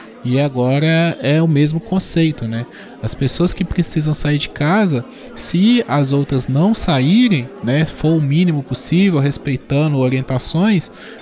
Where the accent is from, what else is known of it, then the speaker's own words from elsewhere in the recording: Governador Valadares, Minas Gerais, Brazil; Eu tô em Governador Valadares, né? Minha cidade natal.